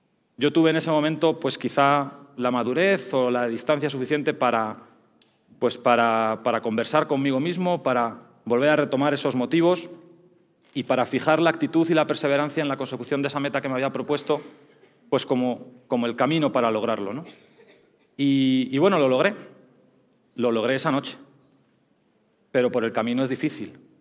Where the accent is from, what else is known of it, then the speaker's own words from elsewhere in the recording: Spain; moved away as an adult; now in Mexico; Como todos podéis escuchar, pues yo soy español, llevo ya varios años viviendo en México.